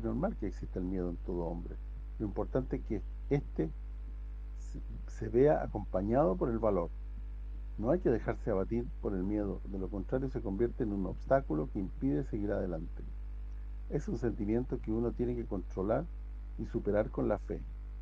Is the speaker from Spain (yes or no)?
no; Italy; yo soy italiano hasta la médula, además de ser un ciudadano de la tierra.